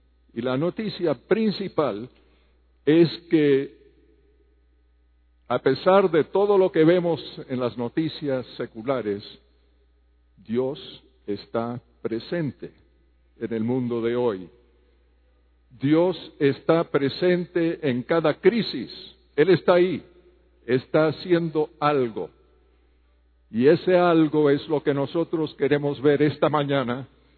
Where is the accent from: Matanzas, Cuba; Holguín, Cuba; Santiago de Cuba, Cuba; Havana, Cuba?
Havana, Cuba; moved away; also born or lived in Spain / Morocco / Costa Rica / Colombia; vengo de una familia misionera. Yo nací en La Habana, Cuba. Mis padres eran norteamericanos. Me crié en Cuba con mis tres hermanos. Luego fuimos a España y Marruecos.